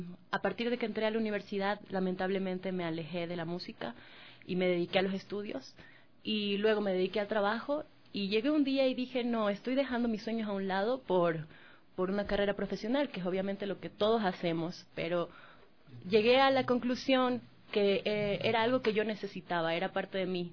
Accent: Manabí, Ecuador; A partir de los 4 años empecé a cantar, ya en presentaciones oficiales en Manabí, yo soy de Manabí.

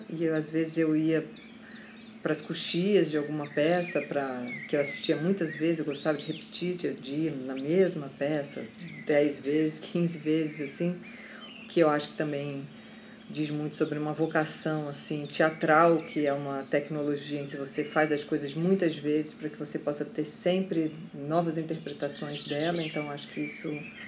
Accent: Rio de Janeiro, Brazil; also born or lived in Minas Gerais; Eu sou uma pessoa que fui criada no Rio de Janeiro, nasci em Minas, fui criada no Rio de Janeiro.

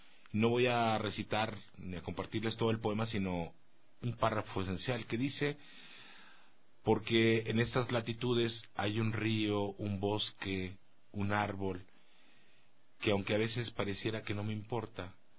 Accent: Mexico; born there; Y yo, en ese sentido, tengo un gran bagaje, nací en México. Si te contara el linaje, si eso existiera, la estirpe de la cual yo vengo, 30% de mi sangre es indígena, 33% es africana, y el resto es una mezcla que va

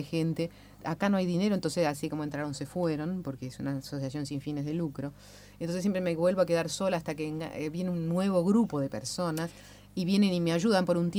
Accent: Uruguay; now in Argentina; Soy uruguaya

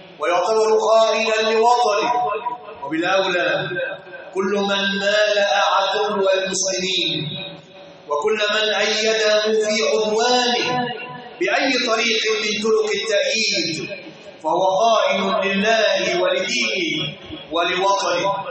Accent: Egypt; يغيظ قلوبهم أن يروا بلادنا مصر في أمن وأمان

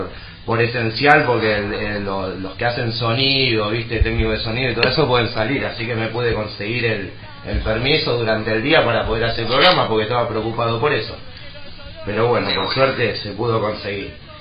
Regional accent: Lanús, Buenos Aires Province, Argentina; En todos lados, acá estamos cerca, nosotros somos de Lanús, de Gerli, estamos a pasos y somos como del barrio

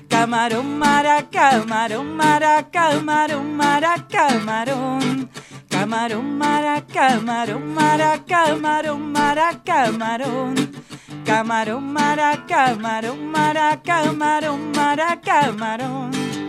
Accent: City Bell, Buenos Aires Province, Argentina; Iba a un conservatorio ahí en Citibel. Yo soy de Citibel.

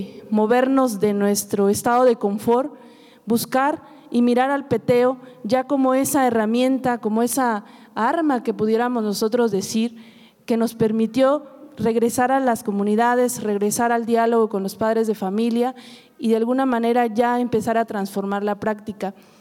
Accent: Oaxaca, Mexico; De alguna manera, habría que enmarcar que nosotros como oaxaqueños

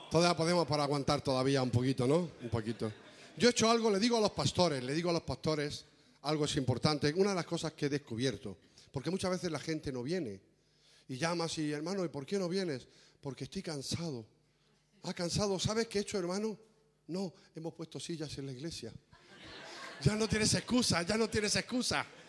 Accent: Cartagena, Region of Murcia, Spain; born there; now in Valencia, Spain; nací en Cartagena, vivimos en Valencia

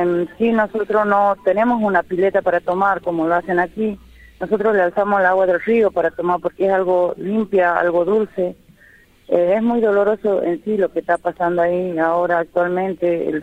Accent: Cangrejillo, Jujuy, Argentina; yo vengo del departamento de Yavi, del pueblo Colla, estoy exactamente en la localidad de Cangrejillo.

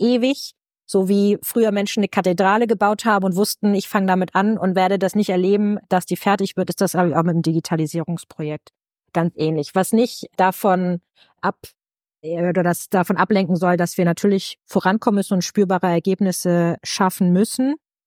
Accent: Schleswig-Holstein, Germany; Soll ich dir mal als Schleswig-Holsteinerin von tollen Leuchtturmprojekten erzählen?

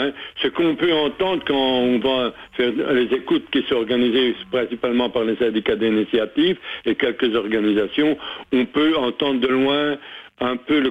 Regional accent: Saint-Hubert, Wallonia, Belgium; on est en plein dedans à l'heure actuelle, en tout cas chez nous à Saint-Hubert

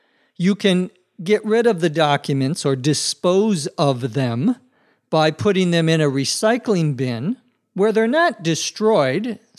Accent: Minnesota, United States; When I was a child growing up in Minnesota, especially out in the areas outside of the city, you would often see bonfires

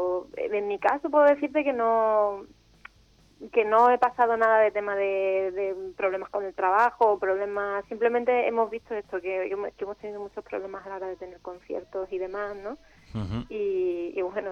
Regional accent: Málaga, Andalusia, Spain; Sí, somos de Málaga.

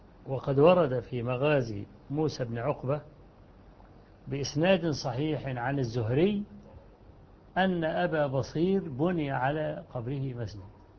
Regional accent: Kafr El Sheikh Governorate, Egypt; عندنا في مصر، أنهم بدأوا يهيئوا الميادين التي فيها المساجد التي فيها قبور، ويوسعوا الساحات لدرجة أن عندنا في محافظة كفر الشيخ

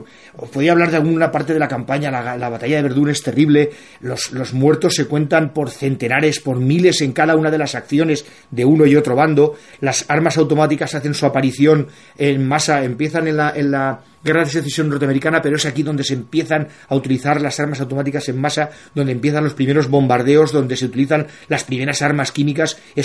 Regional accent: Spain; como español siempre hemos luchado contra él

